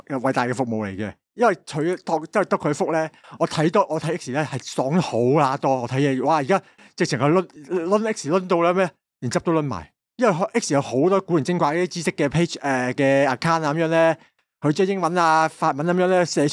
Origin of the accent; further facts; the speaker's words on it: Guangdong, China; 你问我一个广东人咩嘢叫顶你个肺